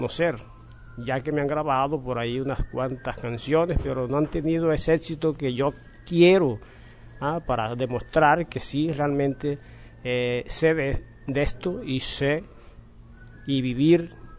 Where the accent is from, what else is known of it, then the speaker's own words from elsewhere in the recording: Valledupar, Cesar, Colombia; Vengo de Valledupar, soy compositor, canto vallenato